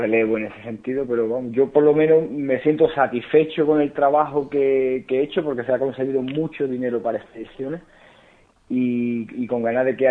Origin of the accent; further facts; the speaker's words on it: Málaga, Andalusia, Spain; Porque yo soy malagueño